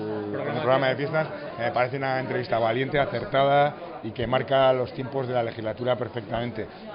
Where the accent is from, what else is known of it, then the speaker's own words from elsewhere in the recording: Navarre, Spain; lo leales que somos las navarras y los navarros a las tradiciones